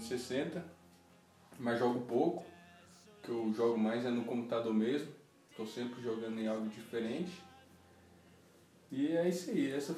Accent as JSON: {"language": "Portuguese", "town": "Brasília", "region": "Federal District", "country": "Brazil", "said": "Principalmente aqui, a gente é de Brasília, né?"}